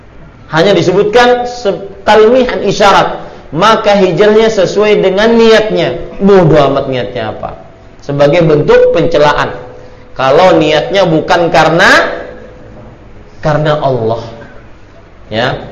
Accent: Banjarmasin, South Kalimantan, Indonesia; saya senantiasa berusaha memakai … menunjukkan saya dari Banjarmasin.

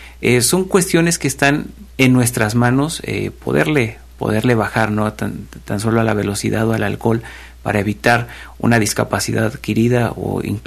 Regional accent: Mexico; Es un día donde festejamos como mexicanos el grito de independencia. Y al ser mexicanos sabemos que nos gusta la fiesta

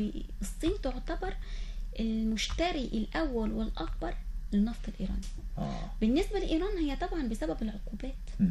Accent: Egypt; إحنا كمصر كدول عربية كمصر لازم يكون عندنا رؤية

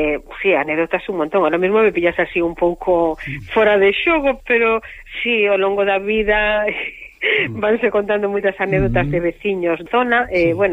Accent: O Bolo, Galicia, Spain; now in Monforte de Lemos, Spain; sin ser de Monforte, son de Valdeorras, do Concello do Bolo

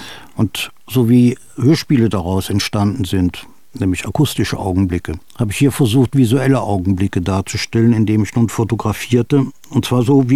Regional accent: Thuringia, Germany; Ich habe meine Kindheit in Thüringen verbracht, das war die Kriegskindheit im Harz

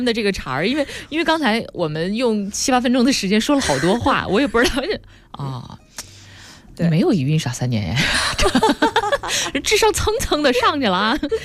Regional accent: South China, China; 但是我是南方人，我们南方吃红薯就是用勺子的

